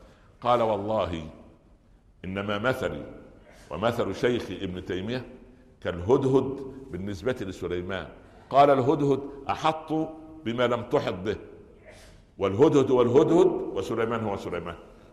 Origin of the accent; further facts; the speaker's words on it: Upper Egypt, Egypt; ها عندنا في الصعيد يقولوا ايه؟